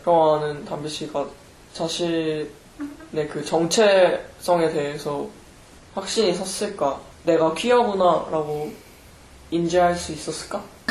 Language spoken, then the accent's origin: Korean; South Korea; 네, 그 한국 사람으로서 삶의 한국에서 우리가 뭐 1세계 사람들이라고 생각하고 그렇게 키워지는 것 같아요.